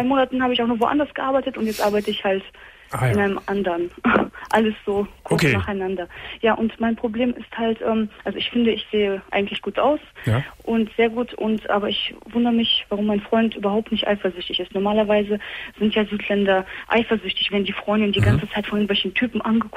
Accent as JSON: {"language": "German", "country": "Poland", "said": "ich bin halt 19 Jahre alt und ich bin seit 3 Monaten mit meinem Freund zusammen. Und er ist Türke und ich bin Polin."}